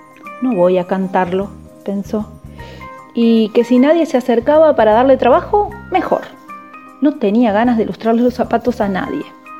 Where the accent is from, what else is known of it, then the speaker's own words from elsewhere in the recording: Villa Carlos Paz, Córdoba, Argentina; de Villa Carlos Paz, Córdoba, docente y narradora oral.